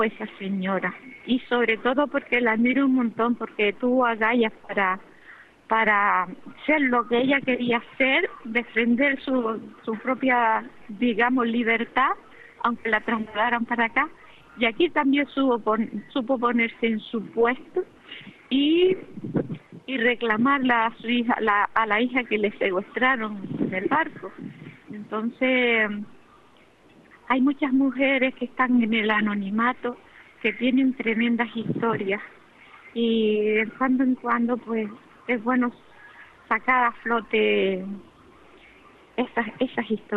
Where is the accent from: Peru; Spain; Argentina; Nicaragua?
Spain; Tefía, Canary Islands; mañana se estrena en Fuerteventura, en mi pueblo, en Tefía